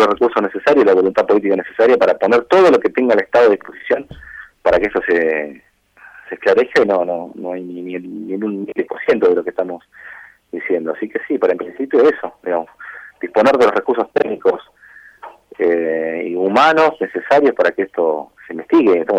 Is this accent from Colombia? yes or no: no; Argentina; como argentinos tenemos que estar orgullosos de que eso ocurra